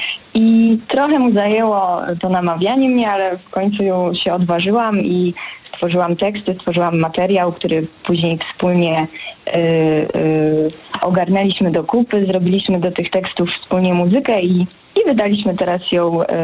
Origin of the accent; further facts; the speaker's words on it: Włodawa, Lublin Voivodeship, Poland; born there; No, ja wzięłam się z Włodawy, urodziłam się w takiej małej miejscowości w województwie lubelskim, we Włodawie.